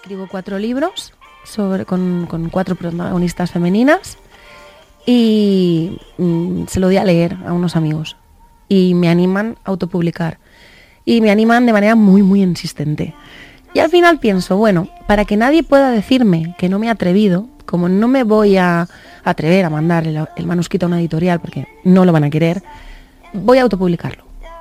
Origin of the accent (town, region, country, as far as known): Valencia, Valencian Community, Spain; now in Madrid, Spain